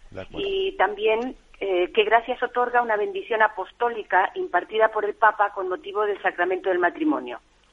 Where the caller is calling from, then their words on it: Palma de Mallorca, Balearic Islands, Spain; de Palma de Mallorca.